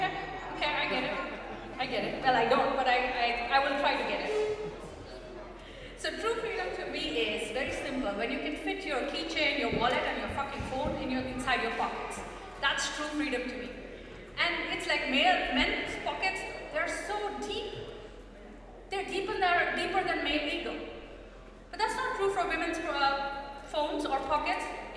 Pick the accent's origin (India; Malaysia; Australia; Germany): India; now in Netherlands; I'm so Dutch that I've actually started to use Kopzegels. And of course, I'm millennial and I'm Indian